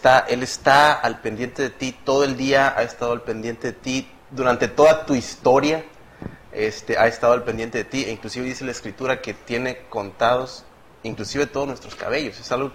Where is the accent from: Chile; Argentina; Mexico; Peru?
Mexico; Ciudad Mante, Tamaulipas; estudio la carrera de medicina y soy de Ciudad Mante, Tamaulipas.